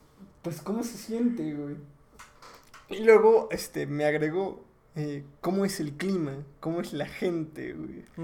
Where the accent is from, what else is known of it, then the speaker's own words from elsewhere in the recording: Puebla, Mexico; pues mira, yo soy de Puebla, güey.